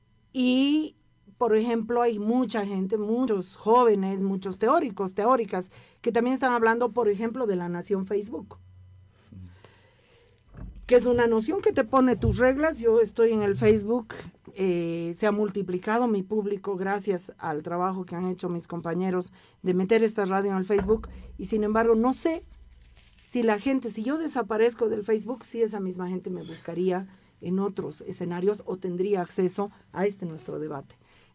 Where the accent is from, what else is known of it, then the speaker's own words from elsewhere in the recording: Bolivia; desde este lugar que ocupo como lesbiana, como mujer, como boliviana, entre comillas.